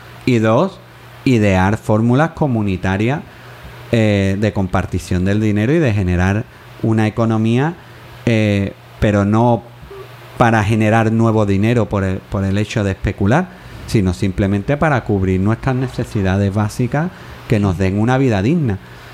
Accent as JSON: {"language": "Spanish", "town": "Jerez de la Frontera", "region": "Andalusia", "country": "Spain", "tie": "born or raised there", "said": "pero en mi tierra, en Jerez, hubo lo que se llamó el zoquito"}